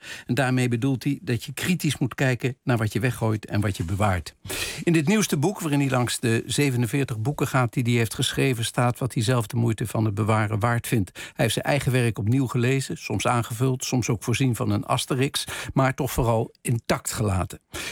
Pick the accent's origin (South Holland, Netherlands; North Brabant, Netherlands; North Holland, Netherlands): North Brabant, Netherlands; Eindhoven; born there; daarbij denk ik altijd even aan mijn geboortestad Eindhoven.